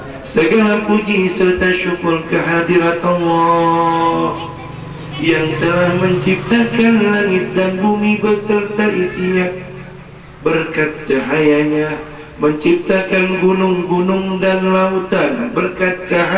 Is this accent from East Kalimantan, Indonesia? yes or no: no; Jakarta, Indonesia; Saya datang dari Jakarta